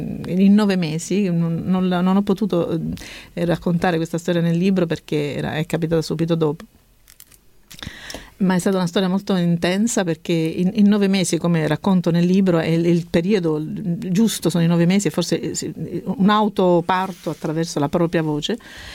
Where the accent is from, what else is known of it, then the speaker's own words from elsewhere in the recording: Cosenza, Calabria, Italy; born there; io sono nata a Cosenza.